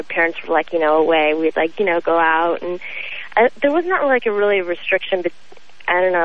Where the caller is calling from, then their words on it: Seattle, Washington, United States; I know, yeah, and actually, I'm calling from Seattle.